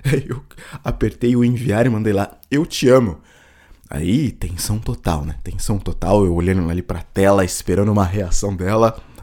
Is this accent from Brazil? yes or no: yes; Carapicuíba, São Paulo, Brazil; eu sou de Carapicuíba